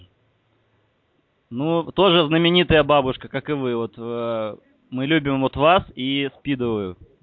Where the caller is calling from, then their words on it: Saint Petersburg, Russia; Я из Питера звоню.